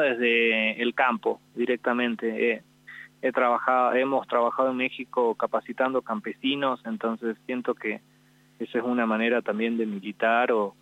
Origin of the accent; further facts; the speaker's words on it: Jujuy, Argentina; born there; yo soy nacido acá en Jujuy